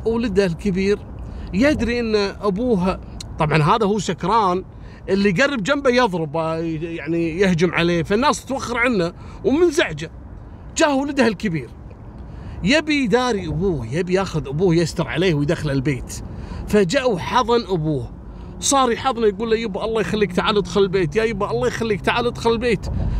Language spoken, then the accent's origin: Arabic; Kuwait; إحنا عندنا في الكويت مسوين حملة لضبط المخدرات